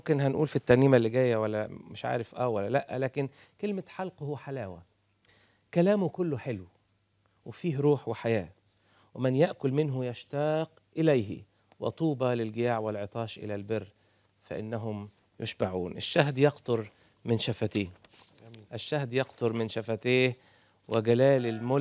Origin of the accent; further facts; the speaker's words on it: Sohag Governorate, Egypt; زينا الصعيدة انا صعيدي انا راجل سوهاجي